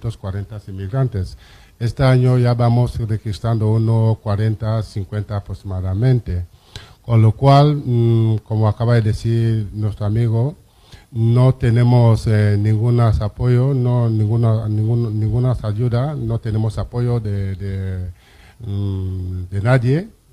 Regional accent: Cameroon; now in Valencia, Spain; soy de Camerún. Y como presidente de esa comunidad aquí en Valencia

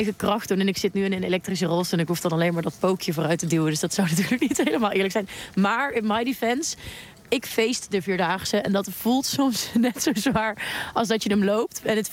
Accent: Groesbeek, Gelderland, Netherlands; Nou, ik ben sowieso opgegroeid in Groesbeek, dat ligt naast Nijmegen.

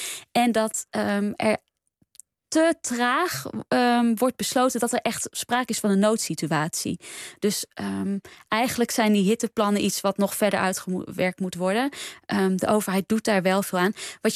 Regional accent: Delhi, India; Ja, voor mij is het bovenal de stad waar ik vandaan kom.

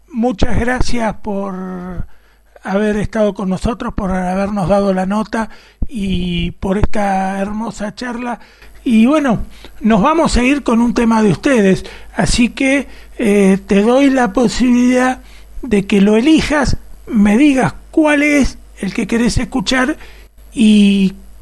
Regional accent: Buenos Aires, Argentina; yo tuve la suerte de vivir en una época, mi adolescencia, que sí fue en Buenos Aires, fue en los 80, así que había lindo quilombo, mucho ruido, mucho, y ahí estábamos. Pero en lo que era capital, y bueno, parte de Gran Buenos Aires

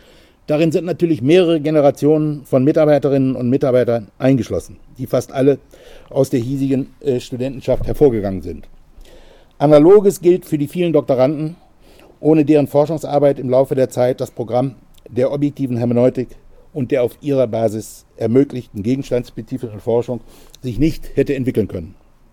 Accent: Northern Germany, Germany; Und in dem Moor, in dem ausgedehnten in meiner Heimat in Norddeutschland

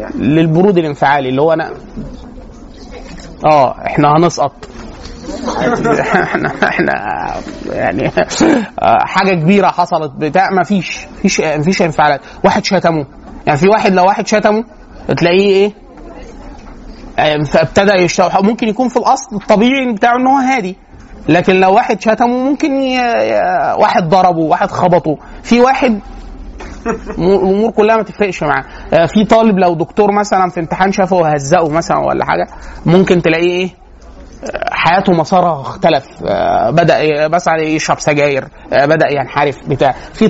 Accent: Egypt; احنا طبيعيين طبقا للي بيحصل عندنا في مصر،

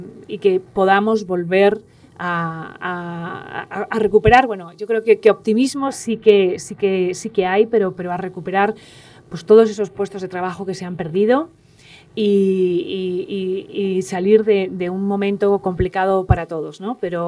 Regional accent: Spain; esto ya es a nivel personal como española

